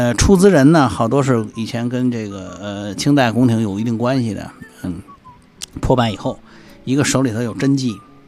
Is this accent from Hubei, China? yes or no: no; Beijing, China; 我实际上我也是在中轴线长大的，我在中轴线取得了我人生一很重要的一个学历，就是小学毕业嘛，对吧？很重要的一个学历。我当然我们家是在南城，